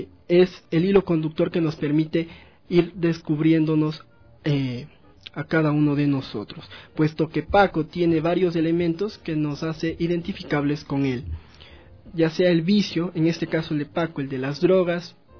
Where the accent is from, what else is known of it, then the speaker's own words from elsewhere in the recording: Ecuador; para encontrar ciertos tópicos que nos permitan identificarnos como sociedad ecuatoriana